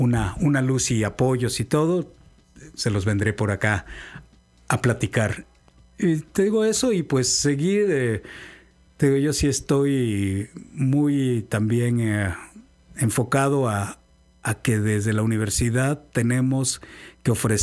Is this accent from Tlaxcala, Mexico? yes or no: no; Cardel, Veracruz, Mexico; born there; also born or lived in Sonora / Baja California; now in Xalapa, Mexico; yo soy muy vecino, soy de Cardel, entonces nunca viví en el estado realmente, vivimos en el norte, en Sonora, en Baja California, mucho tiempo, pero ahora que ya estoy por acá